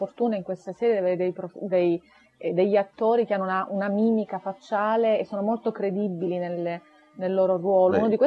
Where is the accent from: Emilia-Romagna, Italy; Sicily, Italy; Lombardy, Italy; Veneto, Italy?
Sicily, Italy; noi che insomma siamo siciliani, viviamo i luoghi che conosciamo fin da bambini quasi